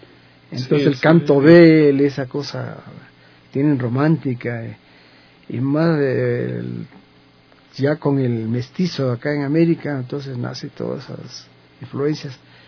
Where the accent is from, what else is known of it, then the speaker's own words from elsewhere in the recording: Colombia; y siendo colombiano y todo, ¿no? Por ahí me involucré con el mariachi, porque en Colombia se cultiva mucho la música mexicana.